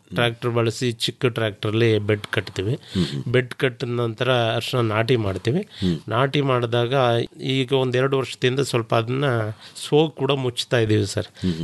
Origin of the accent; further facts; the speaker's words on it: Haradanahalli, Karnataka, India; Sir, Haradanahalli, Chamarajanagar ಪಕ್ಕ, ಒಂದು 6 kilometre ಇದೆ ಸರ್.